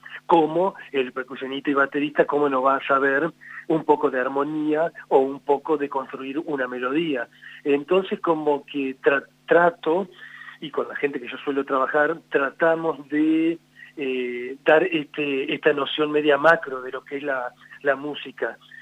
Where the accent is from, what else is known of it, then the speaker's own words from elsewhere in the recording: Entre Ríos, Argentina; Yo también tengo otro grupo en Entre Ríos, de donde yo soy oriundo